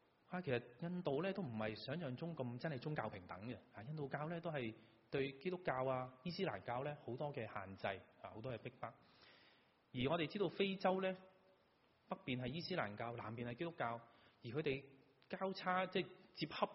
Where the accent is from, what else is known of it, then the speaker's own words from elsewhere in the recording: China; 都係覺得我哋中國人啲文化差啲，佢哋啲船堅炮利啲